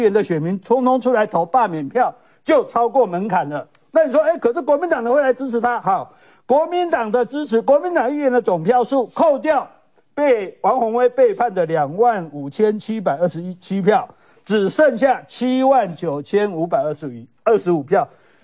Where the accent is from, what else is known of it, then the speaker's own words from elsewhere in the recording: Kaohsiung, Taiwan; 因为我是高雄人啊